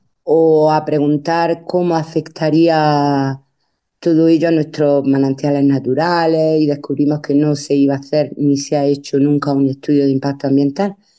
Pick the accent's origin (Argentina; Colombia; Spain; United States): Spain; Dúrcal, Andalusia; soy de Dúrcal, de un pueblo de la comarca del Valle del Ecrín, muy cerquita de Granada, en el paso entre Granada y la costa